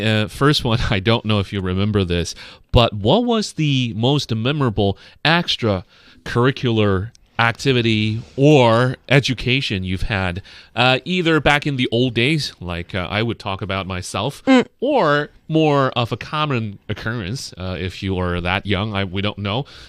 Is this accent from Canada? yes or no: no; Beijing, China; I grew up in the Jiuxianqiao area.